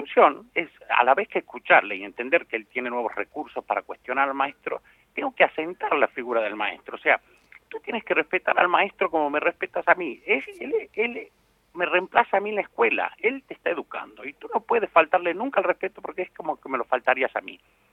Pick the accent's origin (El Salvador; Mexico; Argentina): Argentina; now in Spain; De Argentina.